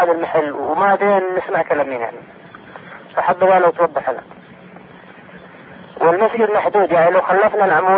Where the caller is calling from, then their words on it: Jeddah, Makkah Province, Saudi Arabia; اقول لك طال عمرك انا كلمك من جدة الان.